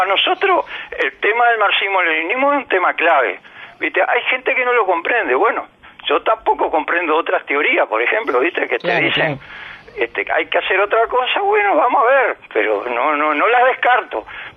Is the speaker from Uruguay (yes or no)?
yes; Uruguay; los uruguayos somos muy futboleros